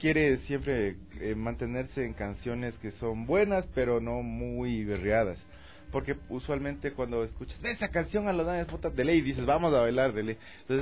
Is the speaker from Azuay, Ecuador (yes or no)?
no; Quito, Pichincha, Ecuador; yo soy de la Tola, entonces puta, saludando, señorita, ¿cómo le va?